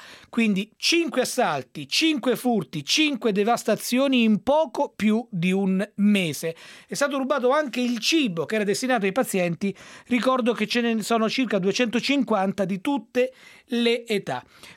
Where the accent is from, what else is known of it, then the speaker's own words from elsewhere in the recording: Rome, Lazio, Italy; Io sono romano, anche se purtroppo da molti anni ormai non risiedo più a Roma per lavoro